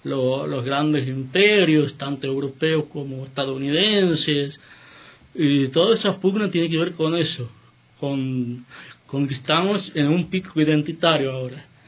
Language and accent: Spanish; Argentina; Por ejemplo, en mi país, en Argentina, en la década de los 90, era un gobierno muy liberal